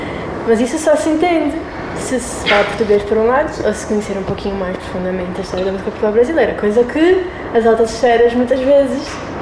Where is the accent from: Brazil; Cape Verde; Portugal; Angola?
Angola; E como se isso me tirasse um pouco a autoridade como angolana e tal